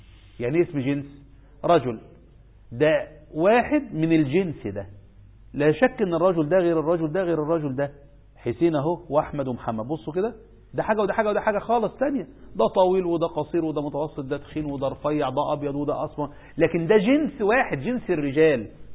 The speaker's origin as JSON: {"language": "Arabic", "country": "Egypt", "said": "بقينا في 2-3 مليون زيادة عندنا في مصر"}